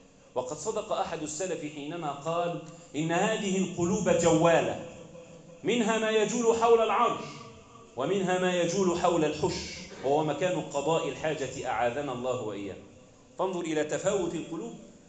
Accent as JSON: {"language": "Arabic", "country": "Egypt", "said": "اللهم احفظ بلدنا مصر"}